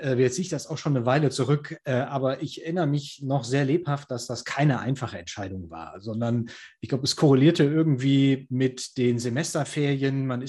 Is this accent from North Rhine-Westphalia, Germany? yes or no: yes; Heiligenhaus, North Rhine-Westphalia, Germany; das Stadttheater damals bei uns in Heilinghaus, in der Stadt, in der ich aufgewachsen bin